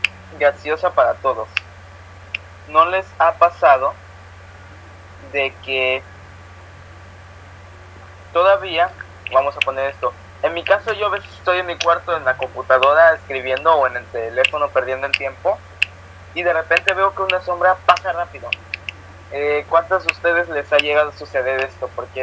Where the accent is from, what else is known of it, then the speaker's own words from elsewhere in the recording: Acapulco, Guerrero, Mexico; yo soy acapulqueño y no tengo acento, sí, lo sé, una desgracia